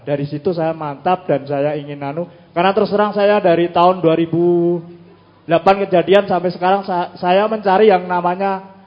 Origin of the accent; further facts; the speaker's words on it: Bantul, Special Region of Yogyakarta, Indonesia; di daerah Bantul, di kampung halaman saya sendiri, di tempat kelahiran saya.